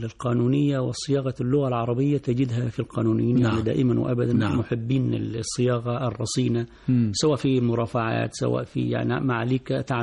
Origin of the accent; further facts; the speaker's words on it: Asyut Governorate, Egypt; من بلدي من قريتي